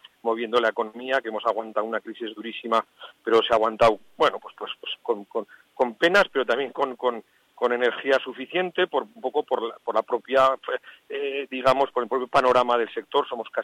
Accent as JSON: {"language": "Spanish", "region": "Aragon", "country": "Spain", "said": "yo soy aragonés, así que somos regiones primas, hermanas, amigas y cercanas"}